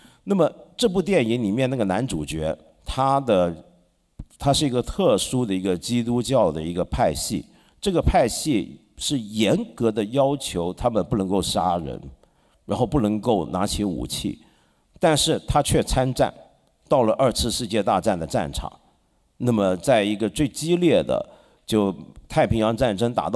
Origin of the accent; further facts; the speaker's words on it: Taiwan; also born or lived in Hong Kong; 我是一个香港人，我是一半个台湾人，因为我在台湾长大。我是一个中国人，我是一个佛教徒，我是一个男人，我是一个异性恋者